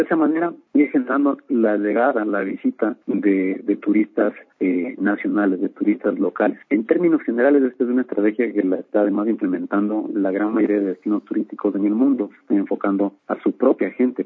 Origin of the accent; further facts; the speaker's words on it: Quito, Pichincha, Ecuador; para que nosotros mismos, como ecuatorianos, como quiteños, conozcamos, nos interesemos más, ver todas estas maravillas que tiene la ciudad, que tiene nuestro país